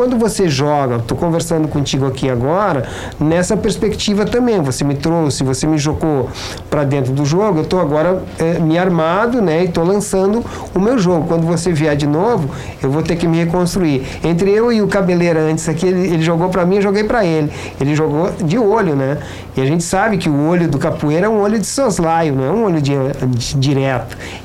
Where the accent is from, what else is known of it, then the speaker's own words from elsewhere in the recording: Brazil; Nós não somos europeus, nós somos brasileiros, né?